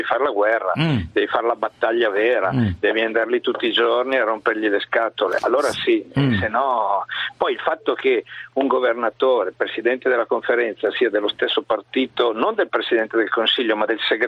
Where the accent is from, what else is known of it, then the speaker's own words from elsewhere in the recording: Varese, Lombardy, Italy; Sono di Varese, non di Milano.